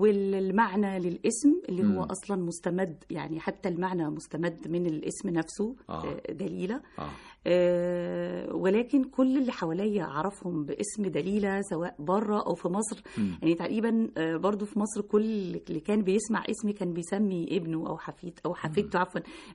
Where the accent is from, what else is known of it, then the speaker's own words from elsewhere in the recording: Oran, Oran Province, Algeria; born there; مواليد وهران الباهية. يعني اللي هي اسكندرية عندنا في مصر هنا.